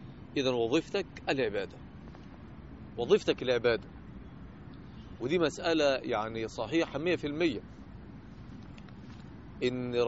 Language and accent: Arabic; Egypt; now in Jeddah, Saudi Arabia; الرجل في عز البرد عندنا في مصر، مش هنا طبعا في جدة